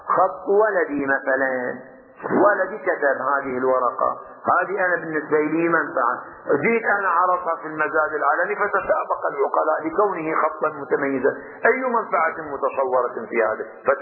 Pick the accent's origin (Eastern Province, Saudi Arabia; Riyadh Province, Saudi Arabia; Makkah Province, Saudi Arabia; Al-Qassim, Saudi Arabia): Eastern Province, Saudi Arabia; Qatif; عندنا في القطيف معروف الطين الخويلدي لعلاج الصداع